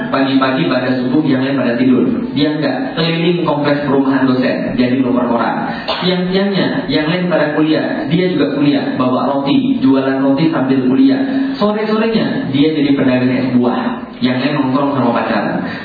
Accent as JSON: {"language": "Indonesian", "town": "Palembang", "region": "South Sumatra", "country": "Indonesia", "tie": "born or raised there", "also_born_or_lived": "Bogor", "moved": "as an adult", "said": "Saya meninggalkan kota asal saya Palembang, kemudian kuliah ke Bogor, kemudian balik lagi setelah 13 tahun. 13 tahun gak pernah lihat kota Palembang"}